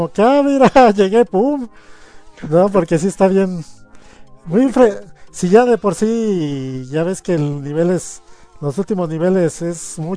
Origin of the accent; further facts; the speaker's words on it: Mexico; yo en ese entonces tuve mi etapa de comprar la Club Nintendo, como muchos mexicanos.